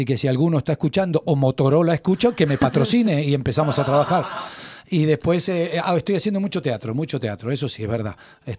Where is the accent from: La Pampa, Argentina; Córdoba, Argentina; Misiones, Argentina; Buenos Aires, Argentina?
Buenos Aires, Argentina; now in Madrid, Spain; Porque me fui de Buenos Aires con el sueño de conocer el país de mi madre.